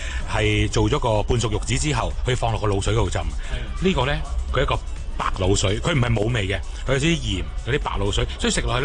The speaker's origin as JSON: {"language": "Cantonese", "country": "Hong Kong", "said": "我哋香港人系咪先？"}